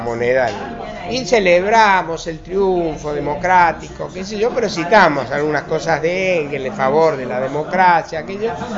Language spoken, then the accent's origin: Spanish; Argentina; accent: Argentine; now in Spain; yo durante todos los años nunca perdí el acento, pero me empeñé en no perder el acento. Yo seguía hablando en argentino.